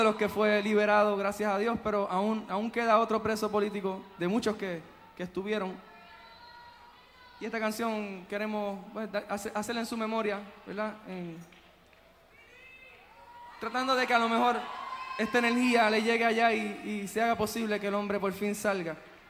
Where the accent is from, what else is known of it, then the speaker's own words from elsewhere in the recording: Puerto Rico; nosotros somos de Puerto Rico, no sé si todos lo saben, pero bueno, vamos a recalcarlo. Venimos de una isla pequeña en el Caribe, en las manos del Caribe